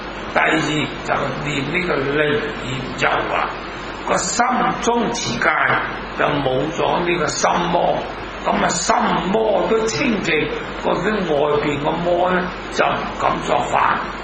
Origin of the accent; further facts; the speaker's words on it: Hong Kong; 我哋香港人，当然英国佢哋识英文啦。